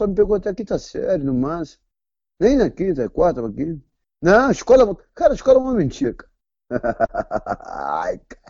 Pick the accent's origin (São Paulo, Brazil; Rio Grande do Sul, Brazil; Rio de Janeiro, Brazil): Rio de Janeiro, Brazil; eu sou cria de Irajá, parceiro. Irajá aqui.